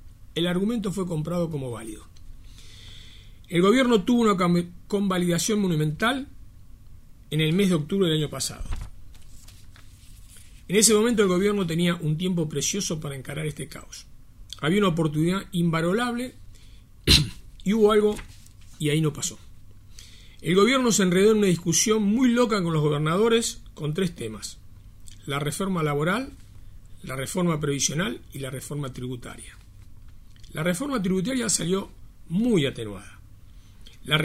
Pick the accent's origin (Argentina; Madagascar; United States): Argentina; Pero lo que vamos a sufrir somos todos los argentinos.